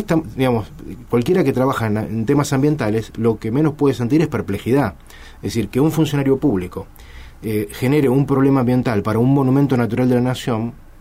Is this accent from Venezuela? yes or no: no; Argentina; Nosotros como argentinos tenemos el deber de defender nuestro patrimonio natural.